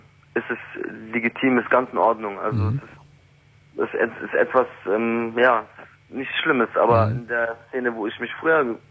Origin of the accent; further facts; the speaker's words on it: Berlin, Germany; Ich bin aus der kompletten Gegend rausgezogen. Ich komme aus Kreuzberg. Also ja. Ich kam aus Kreuzberg.